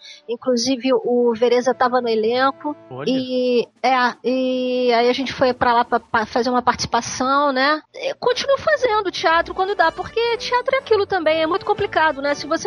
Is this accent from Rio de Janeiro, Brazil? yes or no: yes; Rio de Janeiro, Brazil; Há 52 anos que eu sou do Rio.